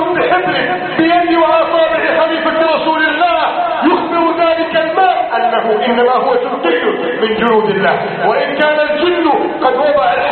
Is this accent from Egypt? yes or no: yes; Egypt